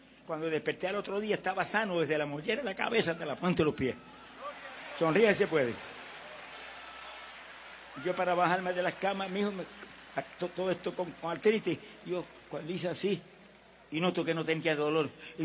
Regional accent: Camuy, Puerto Rico; Ese era un lugar en mi pueblo de Camuy, en Puerto Rico, que la gente ni entraba en esa época.

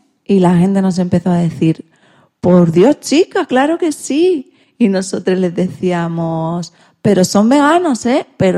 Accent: Puerto Rico; o al menos en mi país, Puerto Rico.

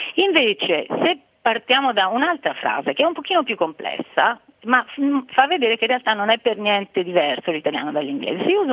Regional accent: Marche, Italy; now in Venice, Italy; io sono marchigiana, mio figlio è nato a Venezia

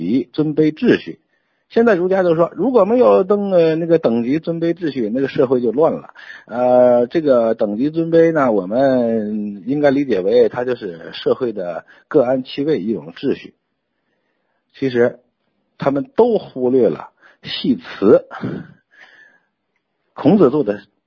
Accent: Hebei, China; 荀子是我们河北人

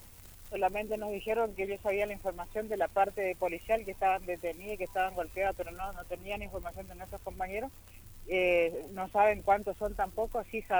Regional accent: Fontana, Chaco, Argentina; soy de Fontana

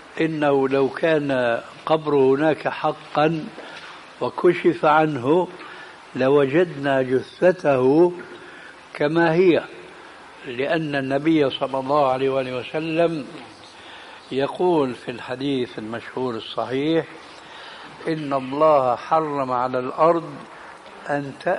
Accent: Damascus, Damascus Governorate, Syria; عندنا في دمشق بيقولوا قبر يحيى في وسط مسجد بني أمية،

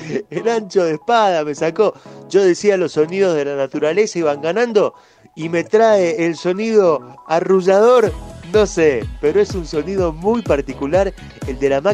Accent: Misiones, Argentina; moved away; En Misiones, de donde soy, los aserraderos están por todos lados.

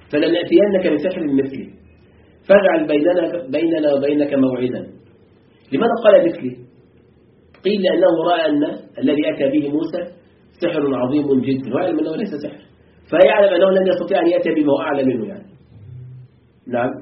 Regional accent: Egypt; موجود عندنا في مصر يعملون به أحيانا

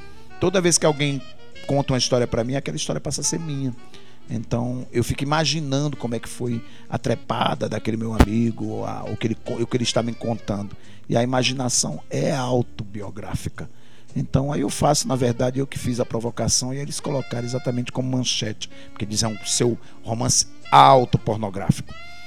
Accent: Sertânia, Pernambuco, Brazil; Eu sou pernambucano igual ao dramaturgo, eu nasci em Sertânia igual ao dramaturgo, sou de uma família de 9 filhos igual ao dramaturgo.

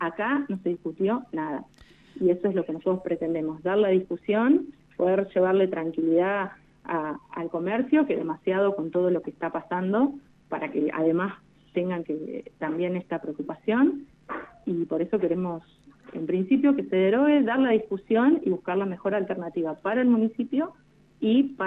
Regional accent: Santa Rosa, La Pampa, Argentina; soy una vecina de Santa Rosa, nací y viví toda mi vida acá, salvo el pequeño periodo que estuve estudiando en Buenos Aires.

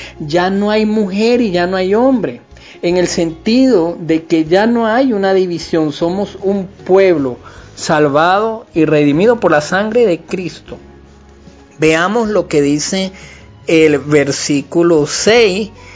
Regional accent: Venezuela; no somos judíos de nacimiento, somos venezolanos con ascendencia española, haitiana, en fin, de República Dominicana, de Estados Unidos, del Caribe, de África, indígena.

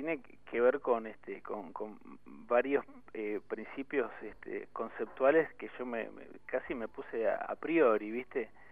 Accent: San Martín, Buenos Aires Province, Argentina; yo no soy del Oeste. Yo viví toda mi infancia en el partido de San Martín.

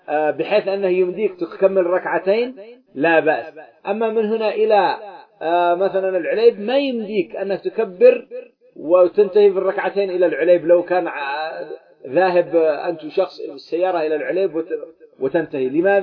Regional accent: Yemen; خاصة بلدنا اليمن التقطعات والمشاكل فيها متوافرة

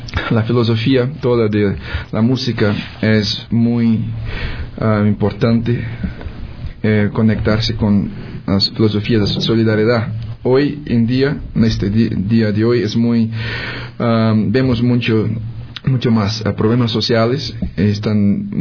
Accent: Pará, Brazil; Spanish is a second language; yo soy de Brasil, norte de Brasil, en la Amazonia, la boca de la Amazonia, o sea, al otro lado de Ecuador, vamos a decir así.

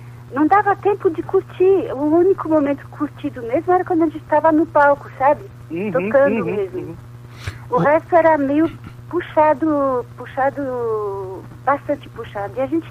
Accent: France; porque somos franceses

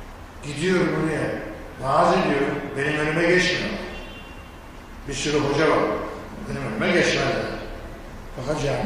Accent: İkizdere, Rize, Turkey; Bu şimdi gidin bizim İkizdere'ye, benim memleketime.

